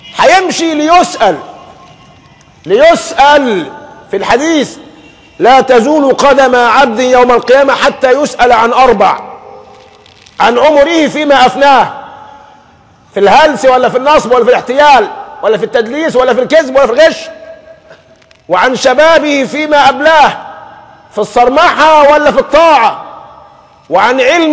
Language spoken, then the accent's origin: Arabic; Egypt; حتى عندنا مثل كمصريين دمنا خفيف بنقول فيه الحلال بيعمل ايه؟